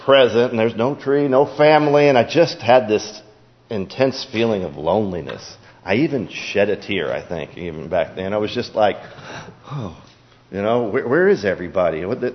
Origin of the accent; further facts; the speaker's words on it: Seattle, Washington, United States; I was born and raised in Seattle and came up here to go to school.